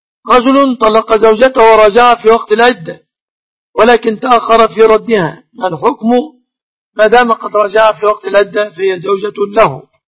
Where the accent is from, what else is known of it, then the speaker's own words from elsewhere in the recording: Egypt; الشبكة في بلادنا مصر تعتبر من الصداق لكونهم يتفقون عليها